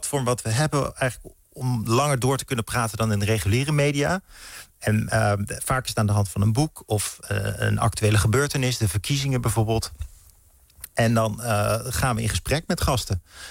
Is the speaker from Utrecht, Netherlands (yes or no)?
yes; Utrecht, Netherlands; now in Amsterdam, Netherlands; Mijn familie wijst al naar de omgeving Amersfoort en Hilversum. En daar ging ik naar school. Toen ging ik studeren. Toen kom ik in Amsterdam. Daar woon ik nu in de buurt.